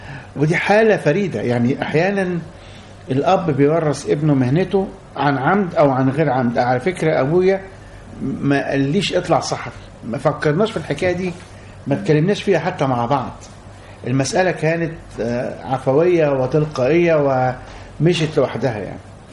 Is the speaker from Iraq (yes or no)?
no; Egypt; moved away as an adult; لأن أنا سافرت من مصر بعد ما أديت الخدمة العسكرية بتاعتي، سافرت من مصر عشان أشتغل في الخليج،